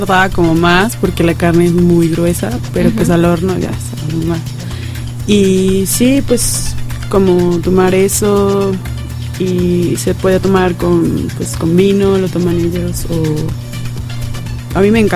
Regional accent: Mexico; pero digo, como mexicana, se me hace como más pacífico, ¿no?

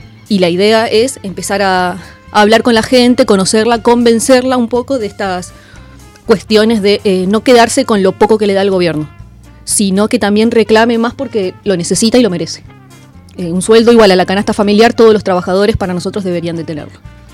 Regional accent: La Matanza, Buenos Aires Province, Argentina; now in Cañuelas, Argentina; Yo vengo de La Matanza, vengo de allá, me vine a vivir acá

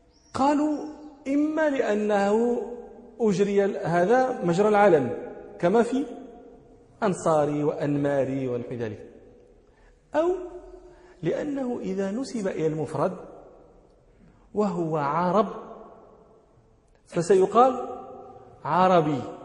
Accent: Morocco; من أمثلة ذلك عندنا في المغرب الجبال المنسوب إليهم يقولون فيه جبلي

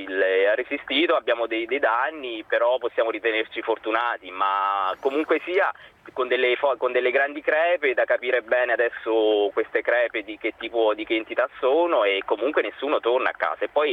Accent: L'Aquila, Abruzzo, Italy; io sono un aquilano, non ho vissuto la prima scossa perché ero fuori al lavoro a Modena e sono rientrato subito, alle 9:30 ero già all'Aquila a cercare mio padre, a cercare mia zia di 80 anni.

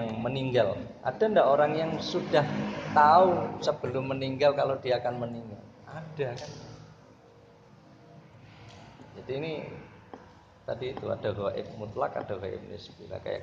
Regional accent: Kudus, Central Java, Indonesia; now in Pekalongan, Indonesia; Saya orang Kudus tinggal di Pekalongan

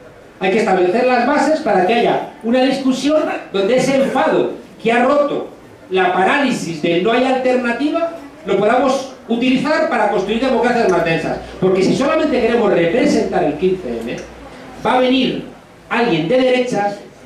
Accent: Madrid, Community of Madrid, Spain; Porque yo soy de Madrid y soy consciente

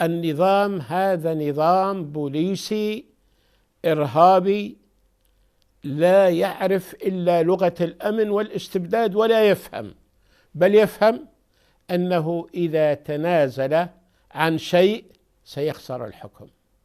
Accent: Syria; فأنا أرجو أن لا تسمع عن أحد عندنا في سوريا يطالب بمثل هذا

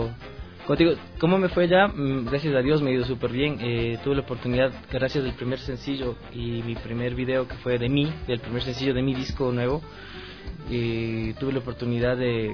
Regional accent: Ambato, Tungurahua, Ecuador; moved away as an adult; also born or lived in Spain; Sí, soy ambateño. Entonces, fue en Ambato, más o menos a los 19 años yo salí del Ecuador, fui a España y viví 7 años allá.

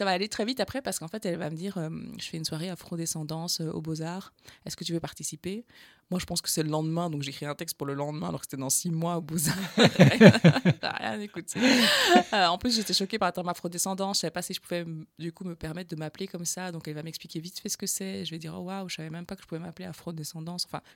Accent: Wallonia, Belgium; accent: Carolo; Je disais, c'est parce que j'ai un accent, qu'on me parle comme ça, un accent carolo.

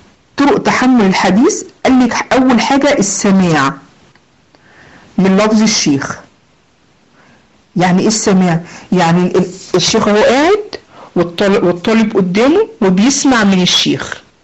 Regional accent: Egypt; فزي ما بيقولوا عندنا في مصر بخه في وشه

